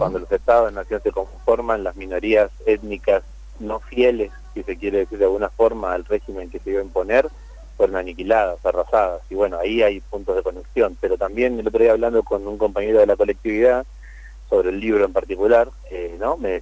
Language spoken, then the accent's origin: Spanish; Buenos Aires, Argentina; primero como porteño que soy y que vivo en esta ciudad de Buenos Aires